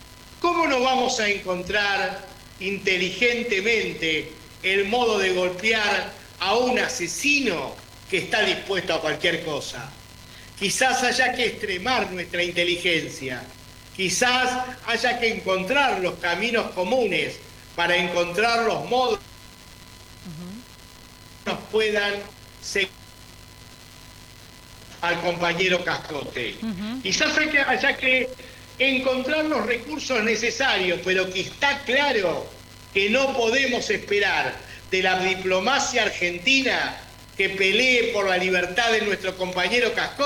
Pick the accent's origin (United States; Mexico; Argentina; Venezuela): Venezuela; no entendemos que hoy somos tan gazatíes como latinoamericanos, como venezolanos